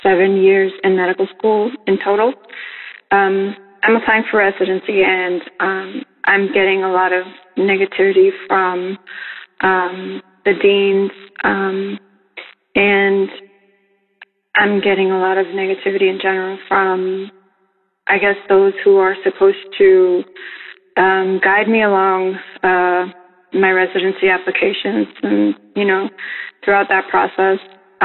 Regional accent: New York, United States; I'm from New York, the Bronx.

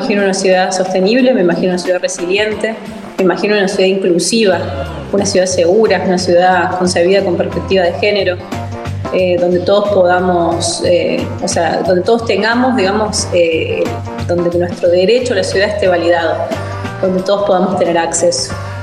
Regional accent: La Rioja, Argentina; also born or lived in Córdoba; me encontré de nuevo en la provincia de La Rioja. Yo soy riojana cordobesa, digamos.

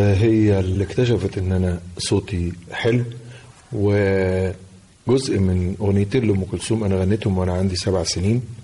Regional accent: Tanta, Gharbia, Egypt; والحضرة عندنا في طنطا شيء كان وما زال من متلازمات الحياة لبعض الناس

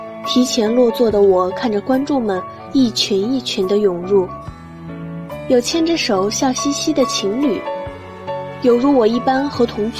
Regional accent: Suzhou, Jiangsu, China; 来自苏州，我在南京大学，距离我的家乡217公里。

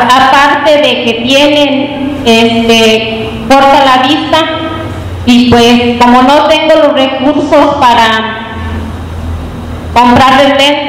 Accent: San Diego de la Unión, Guanajuato, Mexico; vengo del municipio de San Diego de la Unión

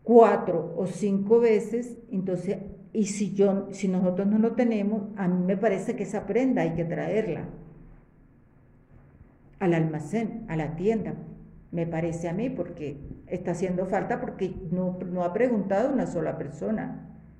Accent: Colombia; Yo no tengo por qué decir que soy venezolana, porque no soy venezolana, soy colombiana.

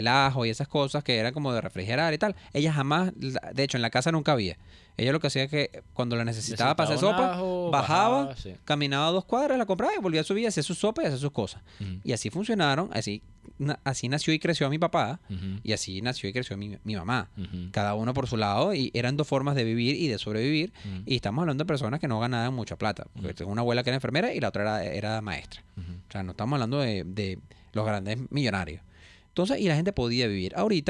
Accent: Coche, Capital District, Venezuela; yo soy de Coche y tengo mis dos abuelas, una vivía arriba y otra vive abajo, en el mismo coche.

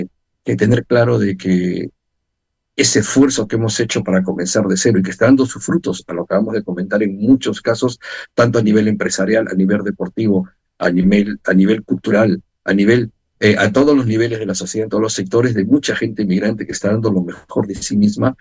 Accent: Peru; Yo soy peruano, soy latinoamericano y por lo tanto eso no se olvidará nunca, es imposible. Pero también tenemos que ser conscientes que hoy vivimos aquí

